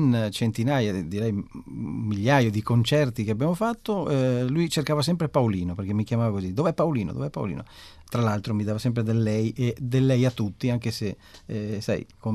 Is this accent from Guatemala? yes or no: no; Venice, Veneto, Italy; Esatto, pur essendo veneziano